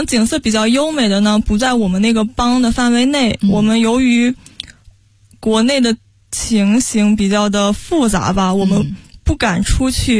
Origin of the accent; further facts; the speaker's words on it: North China, China; 因为我是北方人，然后他那种是南方的湿热的天气、所以我就有点难以接受。